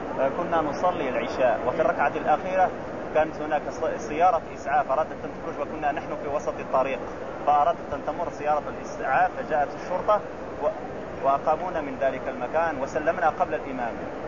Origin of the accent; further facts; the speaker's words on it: Morocco; الأب في المغرب، نحن مغاربة